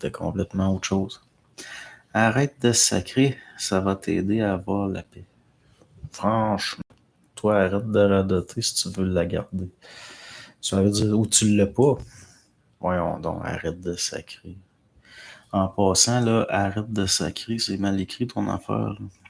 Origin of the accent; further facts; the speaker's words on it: Quebec, Canada; c'est là qu'on voit qu'on est des Latins, les Québécois.